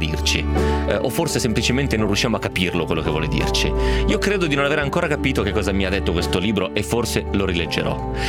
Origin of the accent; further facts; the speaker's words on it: Piedmont, Italy; Nel mio caso poi a maggior ragione te lo danno da leggere, perché vengo dal Piemonte e l'autore di questo libro veniva dal Piemonte